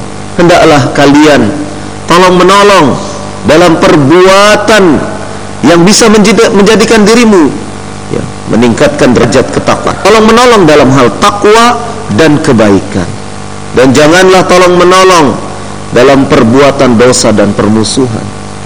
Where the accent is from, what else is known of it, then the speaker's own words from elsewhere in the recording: Cirebon, West Java, Indonesia; Walaupun dari Solo, tapi aslinya saya dari Cirebon.